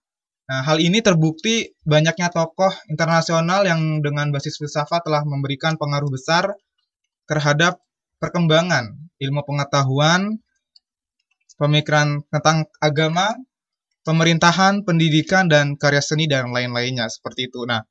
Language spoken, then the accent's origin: Indonesian; Jakarta, Indonesia; Asli saya dari Tanjung Priok, Jakarta Utara, Kecamatan Koja.